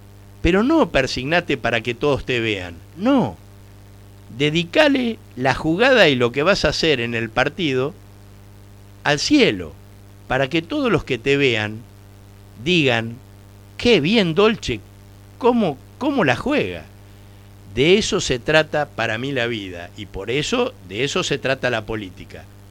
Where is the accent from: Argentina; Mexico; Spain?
Argentina; somos competitivos los argentinos